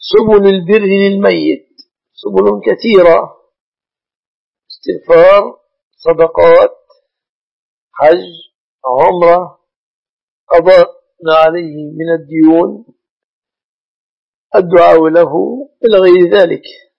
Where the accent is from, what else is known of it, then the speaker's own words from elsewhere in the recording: Egypt; ولكن مما يتأسف عليه أنه ليس في بلادنا مصر نظام العاقلة